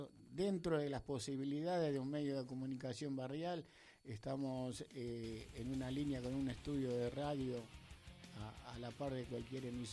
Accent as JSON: {"language": "Spanish", "town": "Esteban Echeverría", "region": "Buenos Aires Province", "country": "Argentina", "said": "somos todos de Esteban Echeverría."}